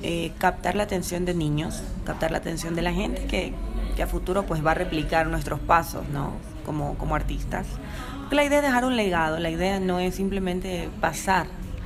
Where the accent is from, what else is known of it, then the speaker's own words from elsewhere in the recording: Pile, Manabí, Ecuador; born there; a mi Manabí, mi provincia. Como saben, pues allá es la cuna de los sombreros de paja toquilla, Pile exactamente es el sitio. Y la idea era hacer un homenaje a la tierra que me vio nacer, de donde vengo.